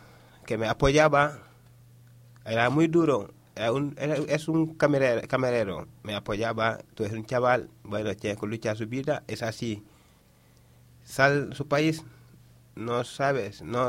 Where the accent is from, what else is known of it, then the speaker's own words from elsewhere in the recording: Dakar, Senegal; Spanish is a second language; Yo soy de Dakar, y en Senegal todo el trabajo que hay está en Dakar.